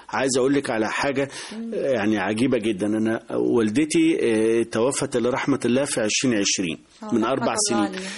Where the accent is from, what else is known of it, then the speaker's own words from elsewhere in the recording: Beni Suef Governorate, Egypt; من بني سويف، يعتبر أول صعيد، أول محافظة صعيد. بعد الصعيد يعني. بس هي من مركز بعد بني سويف مبيبة، فيعني يعتبر جوه بعد بني سويف حوالي 20 كيلو.